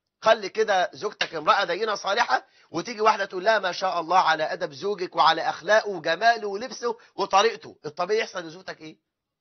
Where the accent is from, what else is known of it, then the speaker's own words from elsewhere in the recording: Egypt; ده احنا عندنا في مصر العنوسة وصلت إلى 9 مليون